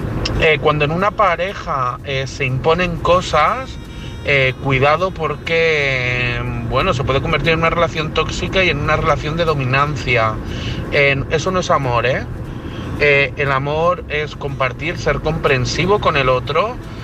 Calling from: Madrid, Community of Madrid, Spain; de Madrid.

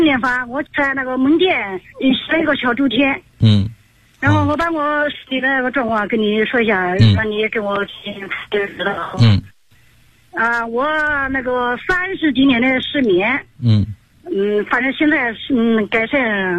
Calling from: Hefei, Anhui, China; 我来自安徽合肥

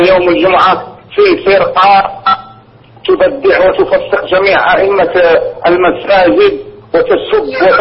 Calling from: Morocco; هنا عندنا في المغرب

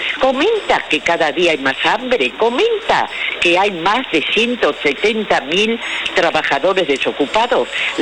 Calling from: Almagro, Buenos Aires, Argentina; de Almagro.

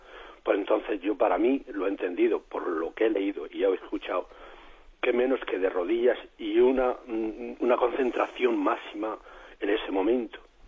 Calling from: Murcia, Region of Murcia, Spain; de Murcia

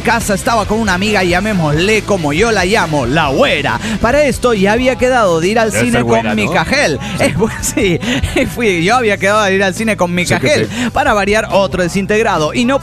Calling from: Mexico City, Mexico; soy el hijo de Tlaloc, de la antigua Tenochtitlan, México.

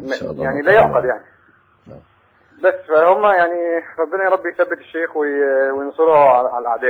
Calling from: United States; أولا أنا مش عارف مين مقدم البرنامج بسلم عليه مع أنا بتكلم من أمريكا

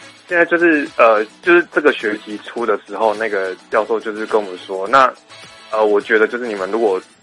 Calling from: Taichung, Taiwan; 我是台中的

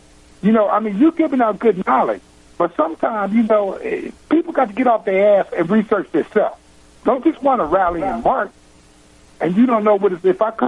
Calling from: Texas, United States; I'm calling from Texas.

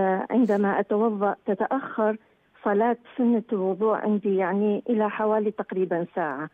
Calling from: Iraq; يعني عندنا في العراق الحصة التموينية من الطحين

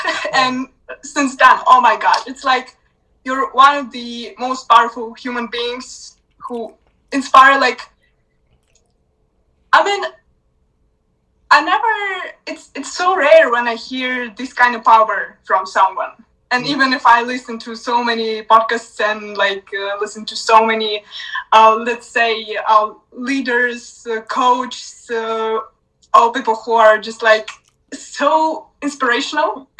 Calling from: Romania; English is a second language

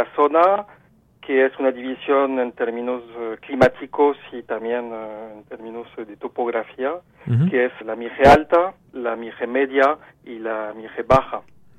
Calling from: Paris, Île-de-France, France; Spanish is a second language; estoy llamando desde París, entonces obviamente el español no es mi idioma como original y nativo

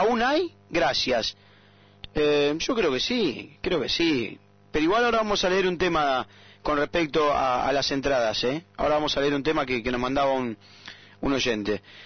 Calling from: Comodoro Rivadavia, Chubut, Argentina; de Comodoro

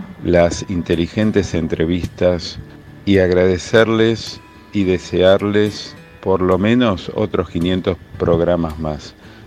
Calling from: Buenos Aires, Argentina; de Buenos Aires.

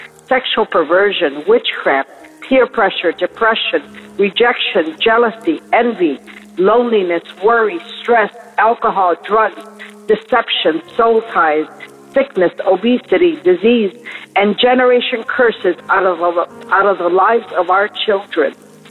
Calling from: West Palm Beach, Florida, United States; I'm calling from South Florida, out here in West Palm Beach.

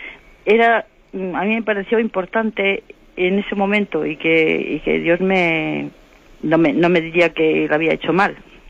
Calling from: Santander, Cantabria, Spain; de Santander.

